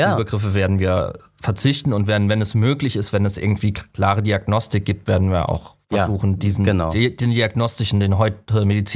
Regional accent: Southwest Germany, Germany; ich komme ja aus dem Südwesten und im Südwesten gibt es ja eine starke Rummel-Jahrmarkt-Tradition.

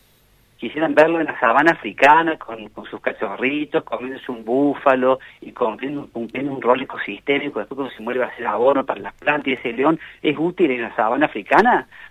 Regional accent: Córdoba, Argentina; como cordobés me siento bastante avergonzado de eso

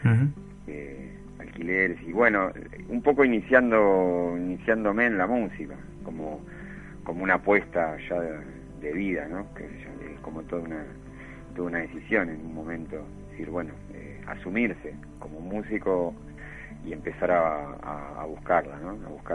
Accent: Bernal, Buenos Aires Province, Argentina; yo soy de Quilmes, de Bernal, en realidad, originario.

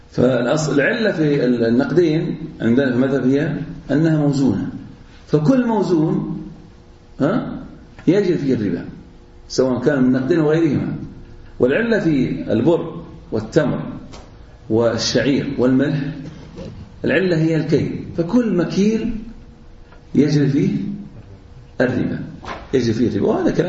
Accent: Al-Ahsa, Eastern Province, Saudi Arabia; والآن يباع عندنا في الأحساء

